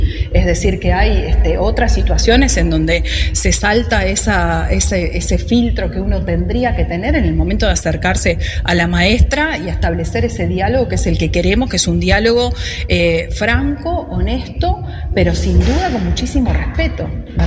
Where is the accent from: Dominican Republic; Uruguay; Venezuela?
Uruguay; es importante que nos comprometamos como uruguayos a que estas cosas no pueden suceder